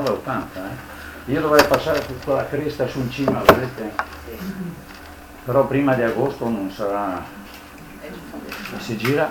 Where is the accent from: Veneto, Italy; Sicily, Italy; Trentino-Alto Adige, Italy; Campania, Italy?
Trentino-Alto Adige, Italy; Bolzano; poi gli dico che sono italiano. Una volta mi ha chiesto se sono norvegese, sul rifugio Similão, ha detto no, sono italiano di Bolzano